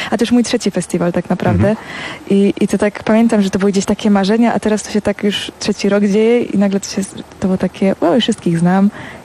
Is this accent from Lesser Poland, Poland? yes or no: no; Opole Voivodeship, Poland; regionalnie w powiecie krapkowickim, czyli stamtąd skąd pochodzę